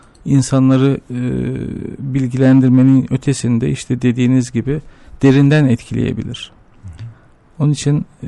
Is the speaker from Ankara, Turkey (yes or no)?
yes; Ankara, Turkey; Ben Ankara'da büyüdüm. Bütün kazanımlarımızı, edinimlerimizi, her şeyimizi Ankara'da öğrendik. Dolayısıyla evet. Ankara bizi büyüten başkent. Bizi büyüten ve adam eden kent.